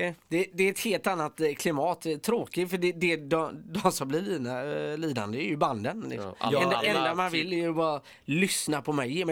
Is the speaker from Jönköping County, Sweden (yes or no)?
no; Gothenburg, Västra Götaland County, Sweden; Jag är från Göteborg, vi pratar inte engelska här nere, ser du.